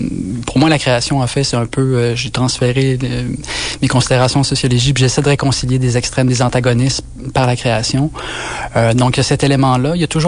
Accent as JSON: {"language": "French", "region": "Quebec", "country": "Canada", "tie": "born or raised there", "said": "Moi, je viens de la Côte-Nord. Il n'y avait pas beaucoup d'exemples d'artistes sonores autour de moi quand j'étais jeune, dans les années 80, sur la Côte-Nord."}